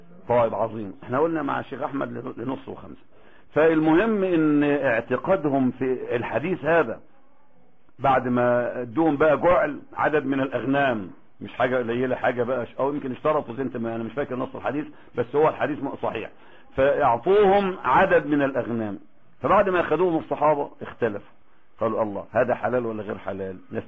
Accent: Egypt; احنا خد بالك احنا كمصريين ما عندناش الفقه الحلو قوي اللي انا شفته في عمان

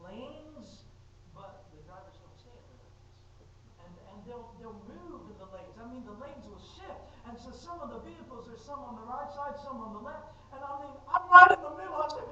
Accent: United States; You Americans know exactly what that means. I'm American too, by the way. I speak Indian, okay.

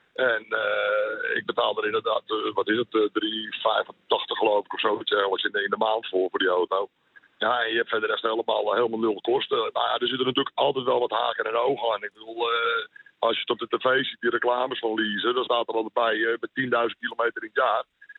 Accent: Beverwijk, North Holland, Netherlands; Beverwijk.

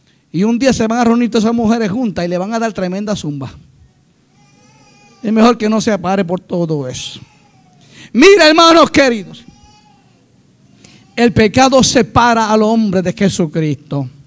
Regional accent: Dominican Republic; Somos dominicanos.

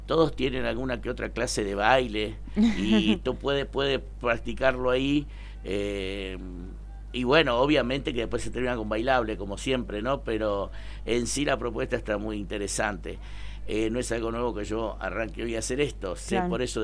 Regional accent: Huerta Grande, Córdoba, Argentina; Yo soy de Huerta Grande, pero hace muchos años que estoy en esto.

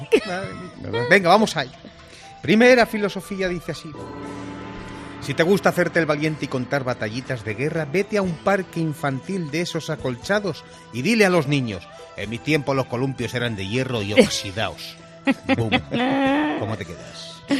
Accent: Spain; oiga, que yo soy español, que no entiendo nada y tal

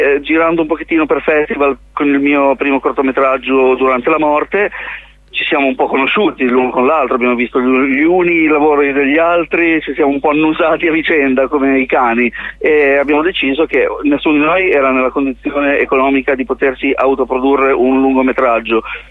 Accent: Genoa, Liguria, Italy; L'idea parte da me, l'episodio mio è di Genova, perché io sono di Genova

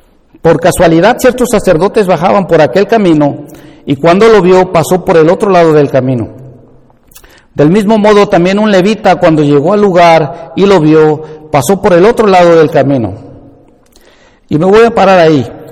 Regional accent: Veracruz, Mexico; yo ahí soy de Veracruz, y en la ciudad chica en la que estaba yo ahí viviendo, nosotros éramos del barrio de Las Flores

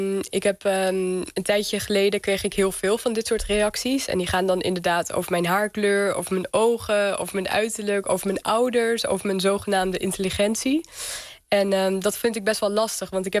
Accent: Lelystad, Flevoland, Netherlands; Ik groeide op in Lelystad, in Flevoland, de polder. Dus eigenlijk allemaal door de mens gemaakte natuur.

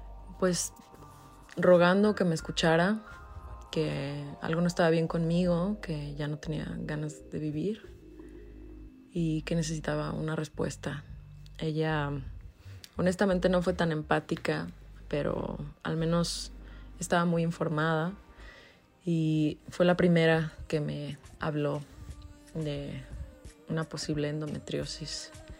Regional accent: Guadalajara, Jalisco, Mexico; now in Mexico City, Mexico; tengo 36 años, soy de Guadalajara, Jalisco y vivo en Ciudad de México.

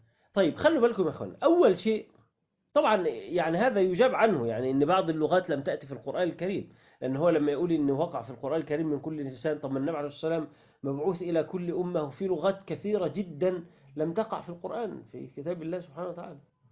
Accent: Sharqia Governorate, Egypt; يعني جماعة الصعيدة مثلا أو عندنا في الشرقية يقولوا لسانه تعود

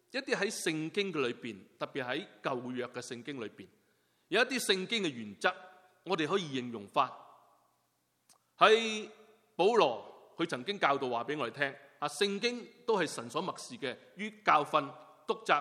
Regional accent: China; 一讲钱呢，我们中国人呢特别醒神。

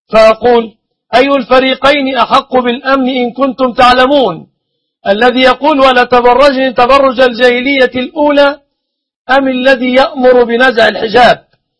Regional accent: Egypt; أسأل الله سبحانه وتعالى أن يحفظ بلادنا مصر وبلاد

